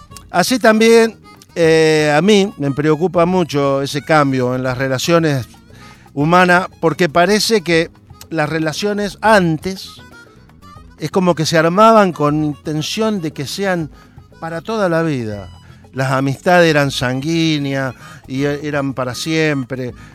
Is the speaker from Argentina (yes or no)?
yes; interior, Argentina; now in Buenos Aires, Argentina; cuando mi familia, como muchos argentinos, tuvimos que emigrar por trabajo de mi padre, del interior de Argentina a rumbo a dónde, a la capital federal, a Buenos Aires